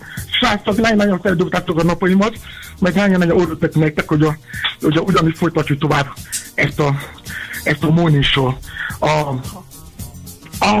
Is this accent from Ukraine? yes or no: no; Nigeria; Hungarian is a second language; now in Hungary; Én is átéreztem, amikor gyerek voltam Nigériában, én is álltam sorba, korán reggel